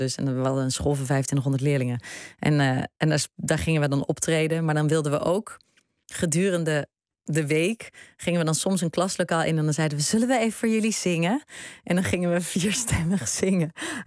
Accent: Breda, North Brabant, Netherlands; moved away; Het is een Brabantse stad en ik ben daar opgegroeid. Ik ben geboren in Breda en daar ging ik naar de middelbare school. En het is, het was een heel veilig opgroeiend bestaan.

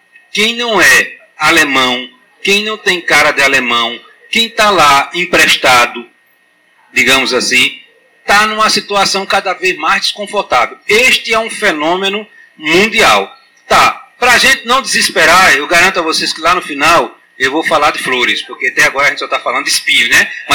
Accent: Alagoas, Brazil; mas eu também sou de Alagoas, a gente é meio arrogante, né?

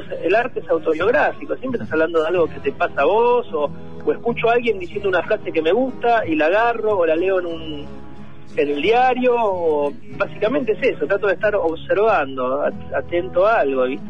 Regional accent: Buenos Aires, Argentina; porque esto es tango y somos porteños.

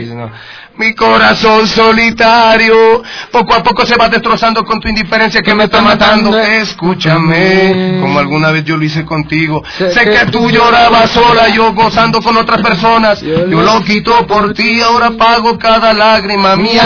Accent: Ecuador; lo más lindo para uno como artista ecuatoriano es ser reconocido

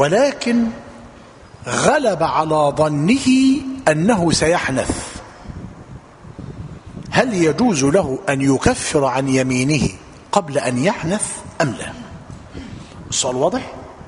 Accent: Egypt; أصبح في بلادنا مصر الثوب معلوم الذي نرتديه

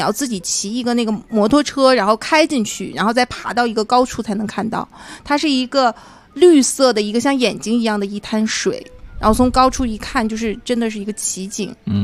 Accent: Beijing, China; 我说我从北京来的，

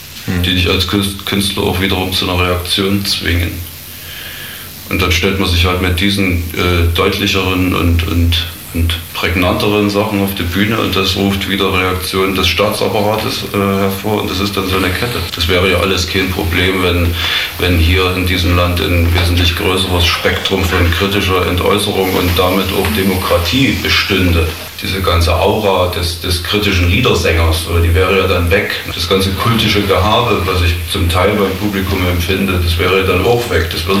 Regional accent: Thuringia, Germany; Ich bin in einer Kleinstadt aufgewachsen in Thüringen.

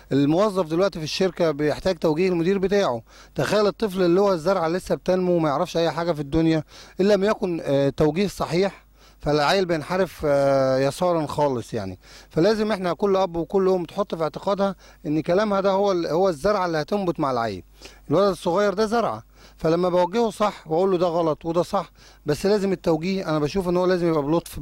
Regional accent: Egypt; زي ما بيقولوا عندنا في مصر على الجرح

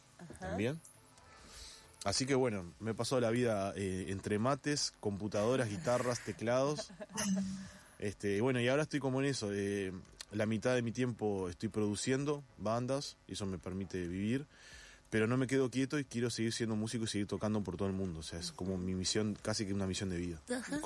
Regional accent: Montevideo, Uruguay; soy un uruguayo de Montevideo, que en realidad está, viste, Montevideo somos como los blanditos, que claro, afuera nos dicen, no, que Montevideo no sabe llevar el mate, como en Rivera, te dicen.

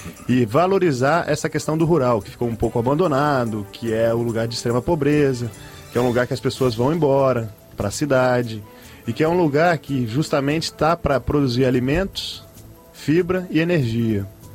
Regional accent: Rio de Janeiro, Brazil; Eu sou carioca, mas...

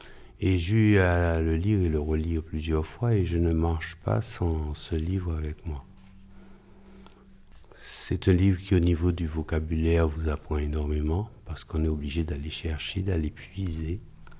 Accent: Fort-de-France, Martinique; Et chez moi, à Fort-de-France, il y a une très belle bibliothèque.

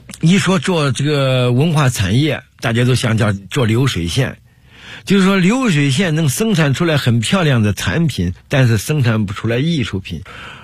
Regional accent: Henan, China; now in Beijing, China; 你想我是河南人做毛猴来到北京

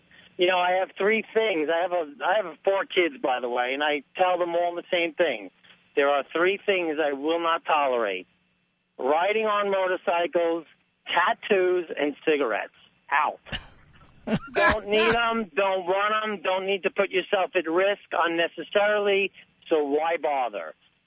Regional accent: East Coast, United States; now in Los Angeles, United States; I'll tell you what I tell people out here since I am from the East Coast.

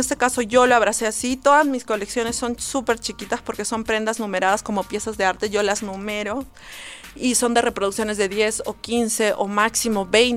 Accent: Cusco, Peru; siempre he regresado a la urbe, a mi pueblo, o sea, siempre he regresado a Cusco

